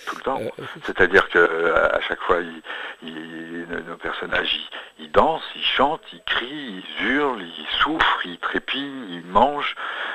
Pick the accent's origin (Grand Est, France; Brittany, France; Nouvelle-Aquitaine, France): Grand Est, France; Moi, je viens de Lorraine, alors là-bas, on est servi, on en a quelques-unes.